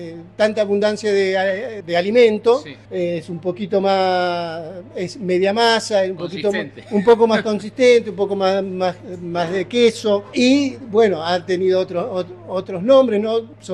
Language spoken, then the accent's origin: Spanish; Buenos Aires, Argentina; born there; Nacido en Argentina. Yo en Buenos Aires